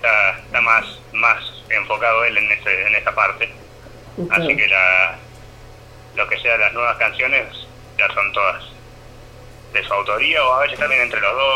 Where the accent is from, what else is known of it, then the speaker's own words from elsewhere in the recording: Las Rosas, Córdoba, Argentina; Nosotros somos de acá, de Las Rosas.